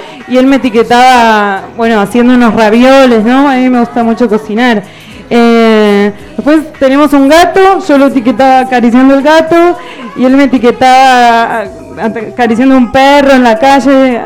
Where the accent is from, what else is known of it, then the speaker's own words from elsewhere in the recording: Argentina; soy de Argentina.